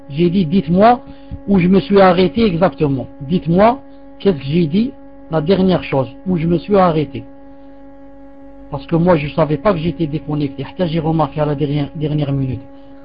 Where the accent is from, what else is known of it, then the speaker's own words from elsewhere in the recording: Algeria; comme chez nous en Algérie, hein, les vieilles traditions